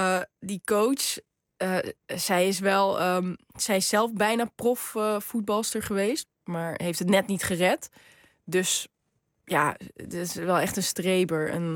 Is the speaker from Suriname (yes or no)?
no; Morocco; ik ben gewoon een Marokkaanse vrouw ook.